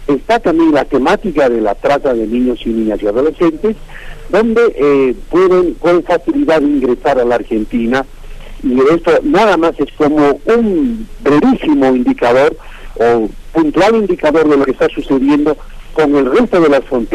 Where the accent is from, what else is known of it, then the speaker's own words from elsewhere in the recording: Bolivia; nosotros como bolivianos acá a nivel del Estado y de la comunidad en su conjunto